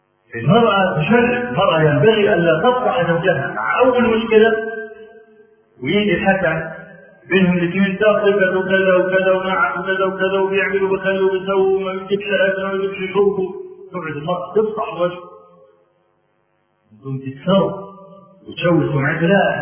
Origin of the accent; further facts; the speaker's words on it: Egypt; نعرف رجلا من أعيان الجيد عندنا في مصر